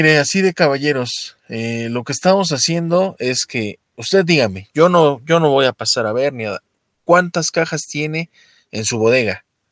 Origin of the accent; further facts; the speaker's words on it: Mexico; A veces me pregunto si soy mexicano con estos gustos raros y estos rasgos escandinavos que me cargo.